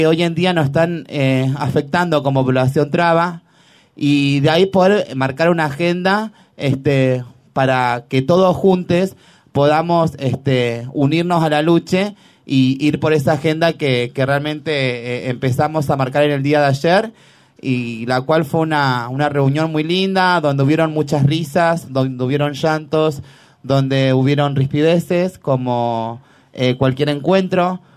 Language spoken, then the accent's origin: Spanish; Rosario, Santa Fe, Argentina; yo vengo de la provincia de Santa Fe, de Rosario, con todas las compañeras trabas, venimos desde muy lejos.